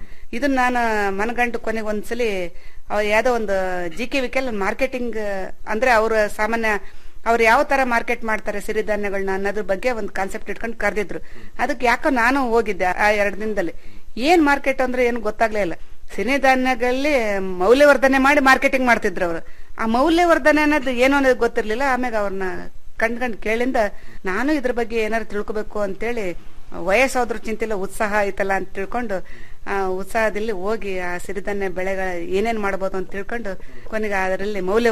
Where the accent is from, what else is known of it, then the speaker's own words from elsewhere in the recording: Karnataka, India; ಹುಟ್ಟೂರು ನಂದು ಶಿವಮೊಗ್ಗ ಜಿಲ್ಲೆ ಆಗಿರೋದ್ರಿಂದ ನಾನು ಅಲ್ಲೂ ನೋಡಿಲ್ಲ.